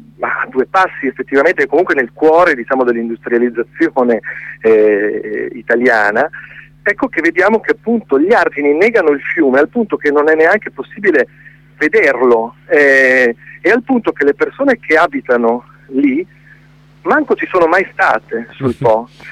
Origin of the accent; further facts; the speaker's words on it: Reggio Emilia, Emilia-Romagna, Italy; perché io poi sono di Reggio Emilia, quindi ho la fortuna di vivere vicino a questo corso d'acqua